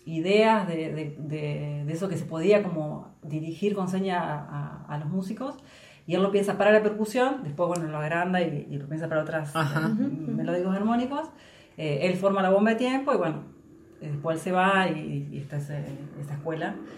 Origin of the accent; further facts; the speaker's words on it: La Paz, Entre Ríos, Argentina; Del Paz. Y ahí empecé guitarra a los 8 años, como hasta los 12, y después, sí, fue todo, era guitarra y cantar con mis amigas